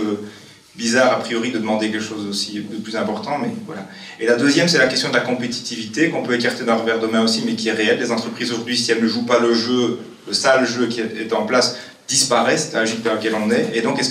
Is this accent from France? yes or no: no; Liège, Wallonia, Belgium; moi je viens de Liège